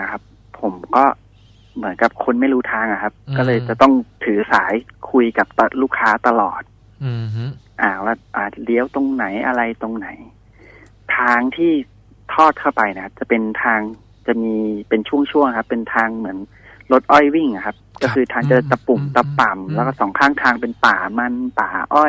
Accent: Bangkok, Thailand; โดยปกติแล้วเนี่ยผมมาเป็นคนกรุงเทพ

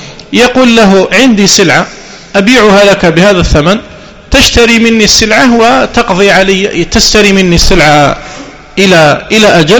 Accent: Algeria; واشتهر في السنوات الأخيرة بعض المعاملات عندنا في الجزائر

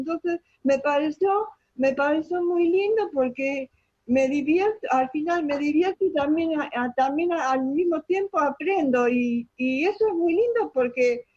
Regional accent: Buenos Aires, Argentina; now in Bariloche, Argentina; Soy de Buenos Aires, pero hace como 20 años que nos vinimos a vivir a Bariloche con mi hermano.

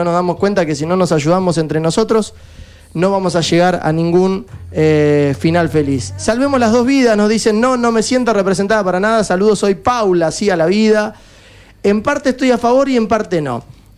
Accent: Argentina; lo peor que nos puede pasar como argentinos es caer en la división.

